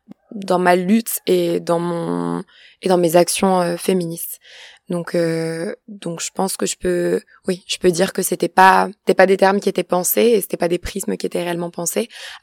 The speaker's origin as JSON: {"language": "French", "country": "France", "tie": "born or raised there", "said": "je suis une femme cisgenre, non racisée, française. J'ai grandi en France dans des milieux essentiellement urbains, dans les années 90"}